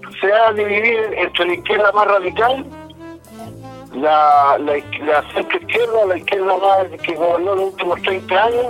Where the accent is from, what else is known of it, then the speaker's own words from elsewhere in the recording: Chile; Como chileno me gustaría que pagaran el impuesto que corresponde